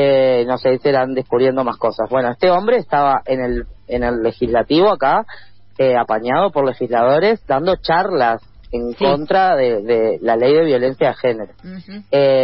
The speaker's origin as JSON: {"language": "Spanish", "country": "Argentina", "said": "nosotros somos, en Argentina nos hacen montones de jodas con que somos lentos, hablamos lento, lo cual es cierto"}